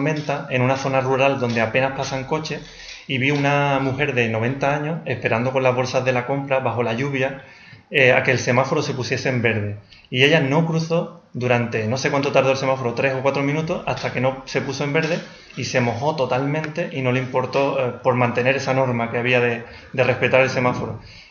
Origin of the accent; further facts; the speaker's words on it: Andalusia, Spain; Entonces ahora me siento más conectado a España, concretamente a Andalucía y a mi pueblo.